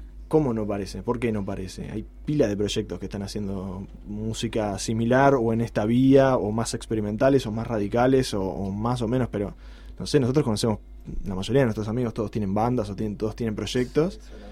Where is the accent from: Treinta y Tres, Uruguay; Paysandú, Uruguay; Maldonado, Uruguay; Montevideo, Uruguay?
Montevideo, Uruguay; Y que quede claro que soy de Montevideo.